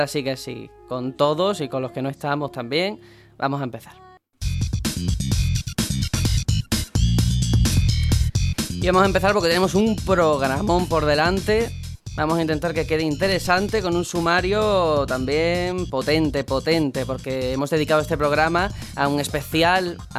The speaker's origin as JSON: {"language": "Spanish", "town": "Cádiz", "region": "Andalusia", "country": "Spain", "tie": "born or raised there", "said": "Yo en mi tierra, Cádiz"}